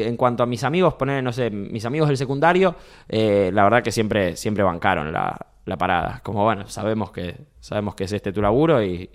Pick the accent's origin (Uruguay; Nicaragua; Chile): Uruguay; Montevideo; Montevideo, somos más tranquilos acá.